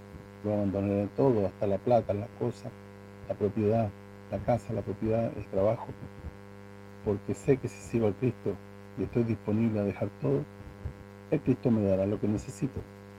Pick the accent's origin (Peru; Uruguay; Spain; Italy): Italy; Sicily; Spanish is a second language; Esto es lo que me queda por hacer en mi tierra, en Sicilia y también en Latinoamérica, junto a ustedes.